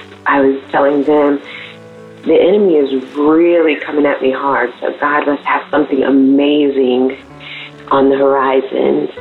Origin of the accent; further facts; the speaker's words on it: Indonesia; usually from Indonesia. However, today I'm calling you from Malaysia.